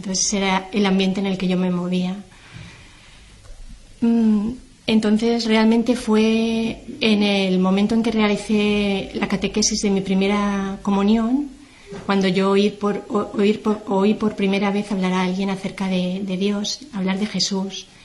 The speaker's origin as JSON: {"language": "Spanish", "town": "Valencia", "region": "Valencian Community", "country": "Spain", "tie": "born or raised there", "also_born_or_lived": "Terrassa", "said": "yo nací en Tarrasa y a la edad de 5 años mi familia se trasladó a vivir a Valencia, que es donde actualmente resido. Crecí en un ambiente familiar y social en el que la religión no estaba presente."}